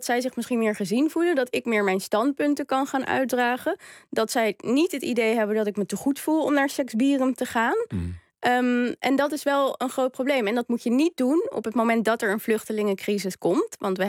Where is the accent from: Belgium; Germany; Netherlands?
Netherlands; Amsterdam, North Holland; ik kom uit Amsterdam-Zuid